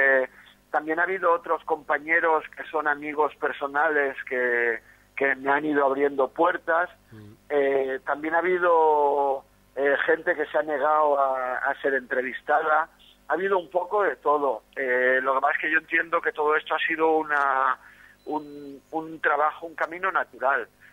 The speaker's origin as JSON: {"language": "Spanish", "town": "Barcelona", "region": "Catalonia", "country": "Spain", "said": "Soy de Barcelona, tengo 46 tacos, he estado siempre desde muy joven involucrado en el movimiento musical alternativo, pues desde los años 80, la movida punk y todo esto. Activista libertario"}